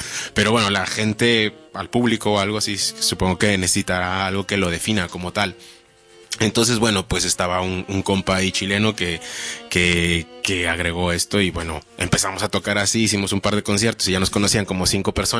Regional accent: Mexico; yo soy de México y nací allá. Y pues desde allá empecé con estas movidas.

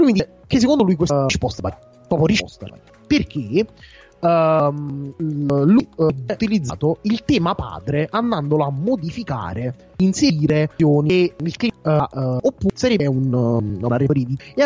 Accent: Fisciano, Campania, Italy; also born or lived in Salerno; vengo da Fisciano, tornare a Salerno per me non è un problema perché lo conosco come le mie tasche, visto che ho abitato per tanti anni a Salerno.

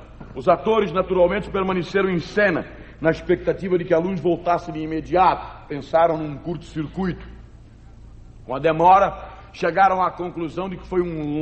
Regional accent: Acre, Brazil; born there; Eu nasci no território do Acre. Aliás, quando eu digo que nasci no Acre, me perguntam logo o quê? Nasce gente lá?

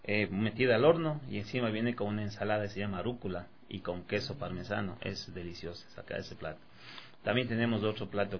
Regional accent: Ecuador; como somos ecuatorianos, también tenemos unos tres platitos de la costa

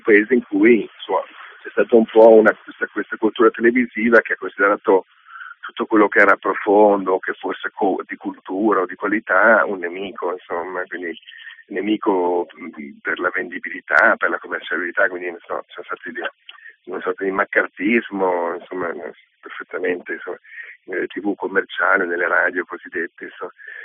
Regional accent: Veneto, Italy; perché io sono veneto, scrivessi in Veneto avrei un sacco di tronche

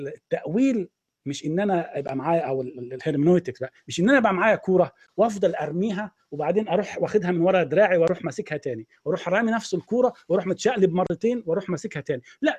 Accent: Egypt; إحنا الخمسة مصريين، إحنا الأربعة مصريين.

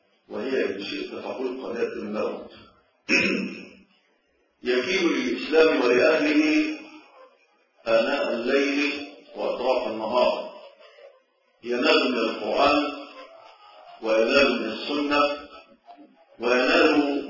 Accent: Egypt; وأتكلم عن بلدنا مصر

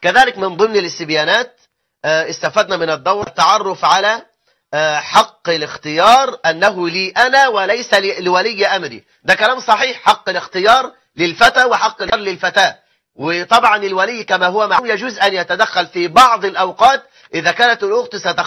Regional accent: Egypt; آخر إحصائيات عندنا في مصر 9 مليون امرأة مطلقة،

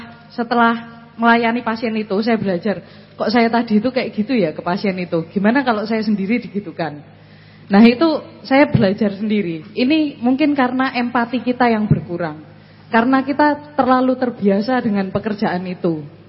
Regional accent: Malang, East Java, Indonesia; saya dari Malang.

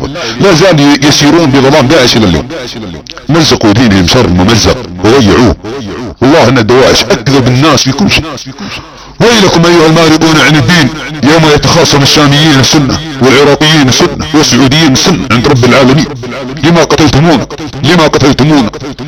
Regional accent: Saudi Arabia; accent: Saudi; على لهجتنا السعودية

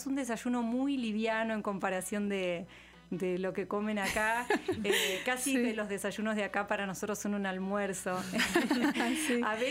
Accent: Buenos Aires, Argentina; vengo de la provincia de Buenos Aires, que está en el centro del país

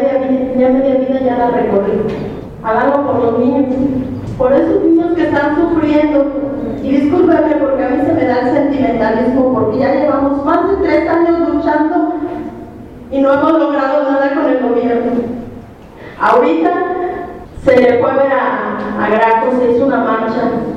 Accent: Mexico; Ojalá y de veras respondamos como mexicanos.

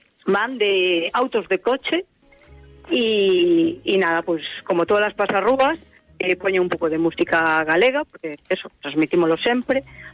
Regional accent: Galicia, Spain; como boa galega e entroideira, pois quero transmitilo, non?

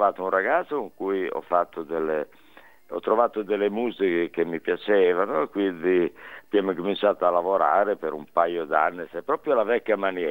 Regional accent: Reggio Emilia, Emilia-Romagna, Italy; born there; now in Milan, Italy; io sono ormai 50 anni che sono a Milano, però ci tengo a dire che sono emiliano, perché sono

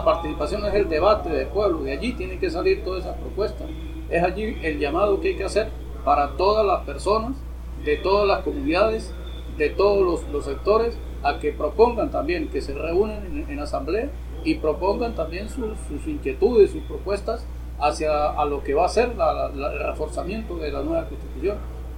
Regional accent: Venezuela; como ciudadanos, como venezolanos, aportemos algo hacia a esa nueva iniciativa

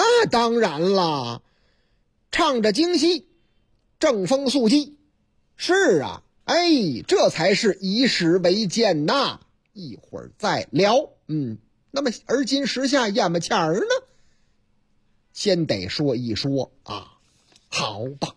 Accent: Hunan, China; 在我的老家湖南

